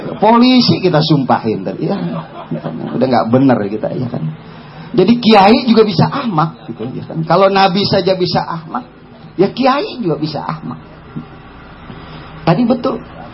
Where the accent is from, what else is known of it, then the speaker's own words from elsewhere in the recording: Jakarta, Indonesia; Nah kebetulan saya orang Betawi, ya, saya Betawi asli, ya.